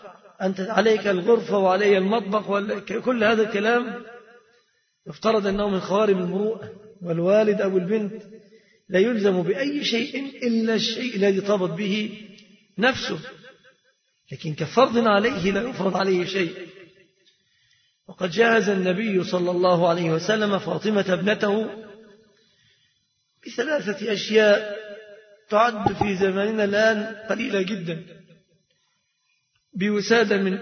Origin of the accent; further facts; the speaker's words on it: Egypt; فهذه صورة الصداق عند الغالبية العظمى في بلادنا مصر.